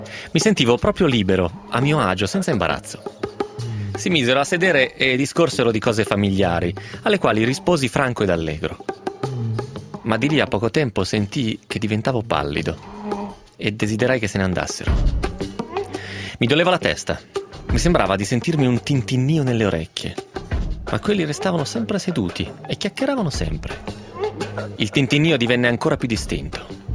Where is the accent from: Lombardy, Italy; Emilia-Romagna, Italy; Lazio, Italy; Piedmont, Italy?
Piedmont, Italy; alle nostre parti bisa non esiste, nel Novarese, ma il Novarese è Piemonte finto.